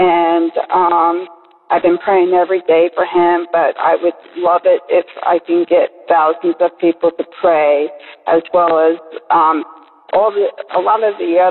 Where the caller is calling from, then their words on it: East Coast, United States; Hi, I'm calling from the East Coast of the United States